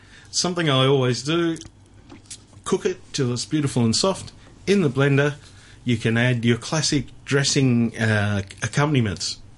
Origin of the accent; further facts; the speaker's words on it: Melbourne, Victoria, Australia; I am from Melbourne.